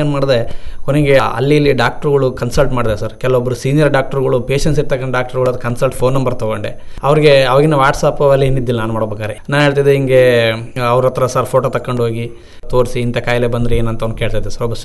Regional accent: Hirekere, Karnataka, India; First ತಾರ್ನಾಡ್ದಲ್ಲೇ ನಾನು ಹುಟ್ಟಿ ಬೆಳೆದಿದ್ದು ಸರ್. ಸ್ವಂತ ಊರು ಮಲಕಮೂರು ತಾಲೂಕು ಹಿರೇಕೆರೆಯಲ್ಲಿ, ಆದರೂ ಸಹ ಬಾರ್ಡರ್ಲ್ಲಿ ಬರುತ್ತೆ, ಹೊಲ ಇಲ್ಲಿ ಬರುತ್ತೆ, ಮನೆ ಮಾತ್ರ ಮಲಕಮೂರು ತಾಲೂಕಲ್ಲಿ ಬರುತ್ತೆ.

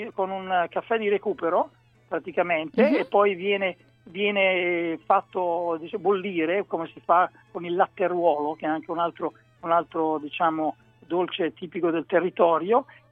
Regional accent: Galeata, Emilia-Romagna, Italy; sono nel cortile di una trattoria proprio in Romagna, vicino al mio paese natale, che si chiama Galeata

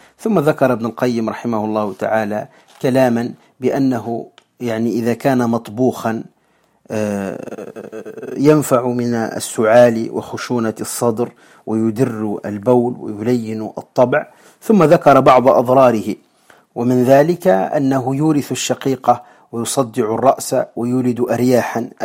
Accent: Tunisia; وعندنا في تونس نسميها الفاجل

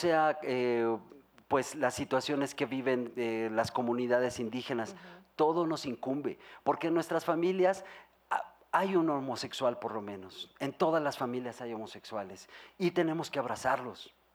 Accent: Mexico; O sea, yo como mexicano digo, no, claro que no.

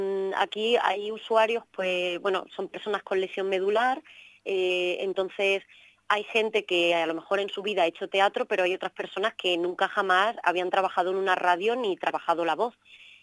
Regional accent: Extremadura, Spain; yo, por mi acento lo veréis, soy extremeña

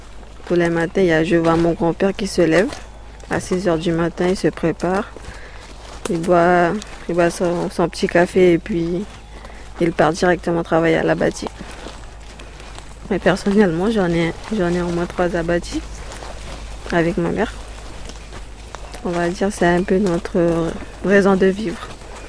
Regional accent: French Guiana; first language Wayana; French is a second language; Et puis notre langue maternelle, c'est le Wayana. Mais après, ça a changé beaucoup depuis parce que on mélange beaucoup en fait. On met du créole, on met du français, on met un peu du taki-taki au fond.

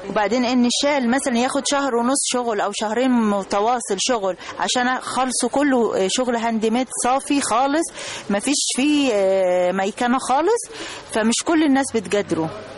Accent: Arish, North Sinai, Egypt; شمال سينا العريش.

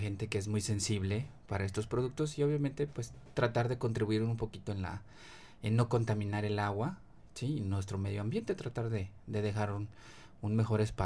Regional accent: Ciudad Mante, Tamaulipas, Mexico; Yo soy de Ciudad Mante, Tamaulipas, se da otra variedad de semillas

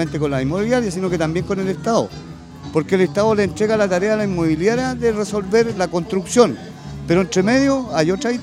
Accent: Valparaíso, Chile; Queremos quedarnos en Valparaíso porque somos porteños.

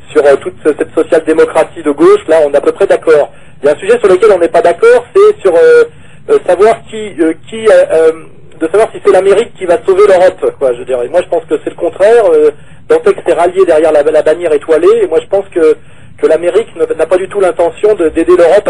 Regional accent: France; moi je suis pas américain, je suis français et je suis un peu gaulliste, gaullien

